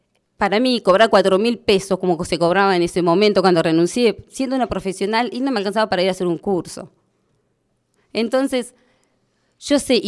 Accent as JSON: {"language": "Spanish", "town": "Jaramillo", "region": "Santa Cruz", "country": "Argentina", "tie": "born or raised there", "lives_now": "Puerto Deseado, Argentina", "said": "Yo soy de acá de Deseado. Va, me crié en Jaramillo, vivo acá en Deseado"}